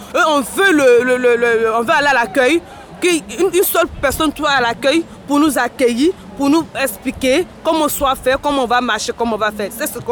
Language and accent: French; Côte d’Ivoire; French is a second language; moved away as an adult; also born or lived in Niger; now in Belgium; Je viens de la Côte d'Ivoire.